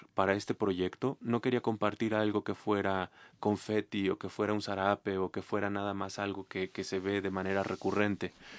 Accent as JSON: {"language": "Spanish", "country": "Bolivia", "moved": "yes", "said": "Yo soy boliviano y no estoy en Bolivia."}